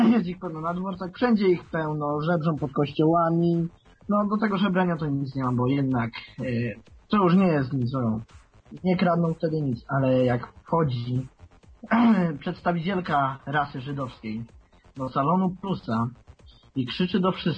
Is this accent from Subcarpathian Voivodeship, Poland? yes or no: no; Żywiec, Silesian Voivodeship, Poland; Wiesz, pochodzę z Żywca